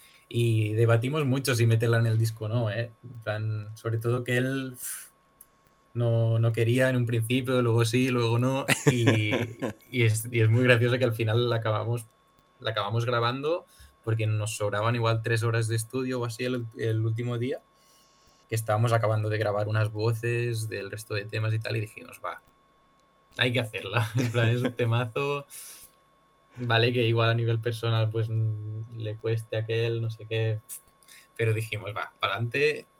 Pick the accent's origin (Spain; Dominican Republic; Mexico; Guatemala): Spain; Barcelona, Catalonia; nosotros somos de Barna y ellos de Madrid.